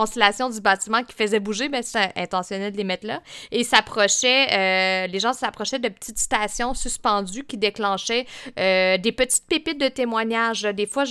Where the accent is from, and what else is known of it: Fermont, Quebec, Canada